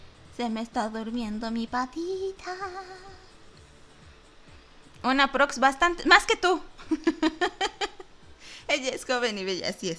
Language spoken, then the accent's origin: Spanish; Mexico; Es complicado dar las efemérides de la semana porque yo soy de México.